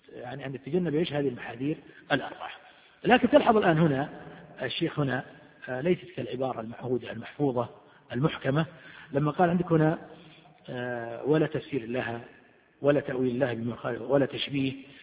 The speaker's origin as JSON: {"language": "Arabic", "town": "Riyadh", "region": "Riyadh Province", "country": "Saudi Arabia", "said": "وعندنا في الرياض ممن في قلوبهم مرض أو ممن انتكسوا"}